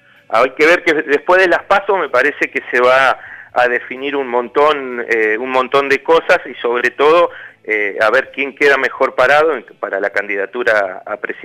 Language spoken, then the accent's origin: Spanish; La Pampa, Argentina; Y políticamente estoy parado adentro del Partido Justicialista y soy un justicialista de La Pampa.